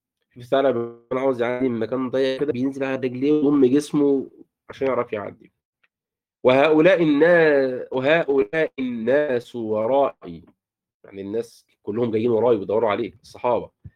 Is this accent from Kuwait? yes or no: no; Egypt; بنسميه عندنا في مصر في الريف الأناية